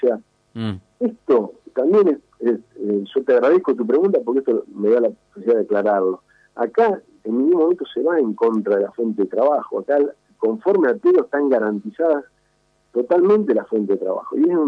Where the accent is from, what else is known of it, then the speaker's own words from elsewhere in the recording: Moreno, Buenos Aires Province, Argentina; soy de Moreno, nací en Moreno